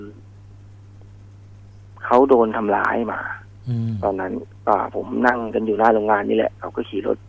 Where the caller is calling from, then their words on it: Lopburi, Thailand; ผมโทรมาจากลพบุรีครับผม